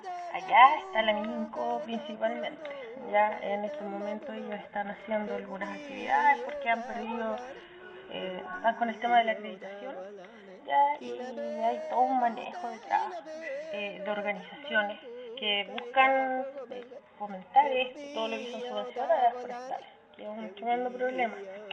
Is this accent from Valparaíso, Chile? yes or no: no; Nueva Imperial, Araucanía, Chile; soy de territorio de la Araucanía, específicamente la ciudad Nueva Imperial